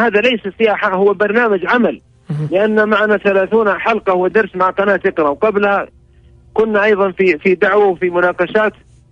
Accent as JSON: {"language": "Arabic", "country": "Saudi Arabia", "said": "والتي كلما قلنا من السعودية نحن اقتربوا منا واحتفوا وسلموا ورحبوا أهلا ببلاد الحرمين، أهلا بأهل مكة، أهلا بأهل المدينة"}